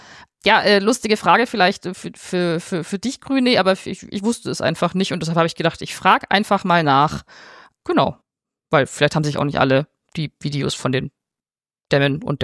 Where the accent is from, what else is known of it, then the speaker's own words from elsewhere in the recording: Quito, Pichincha, Ecuador; Ich wollte euch kurz von einem Erlebnis aus meiner Heimat Quito.